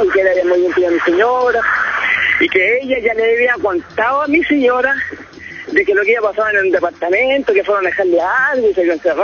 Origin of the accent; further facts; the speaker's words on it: Chile; Así que como buen chileno, no afronté, no vamos.